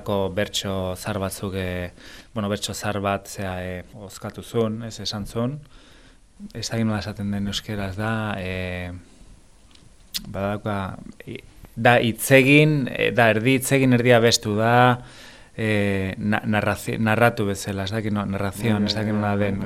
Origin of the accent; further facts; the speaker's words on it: Basque Country, Spain; nik euskalduna naiz